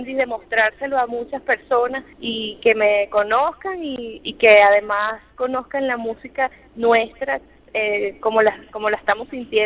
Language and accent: Spanish; Venezuela; me identifico con lo que soy yo como venezolana